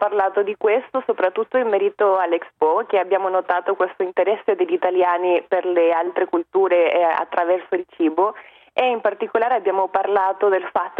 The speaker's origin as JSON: {"language": "Italian", "country": "Chile", "second_language": "Italian", "said": "Quindi questo è il primo step che crea disuguaglianza in Cile, che è un grandissimo problema nel mio paese."}